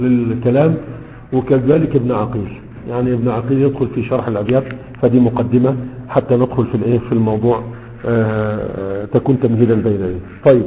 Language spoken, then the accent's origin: Arabic; Egypt; عندنا في مصر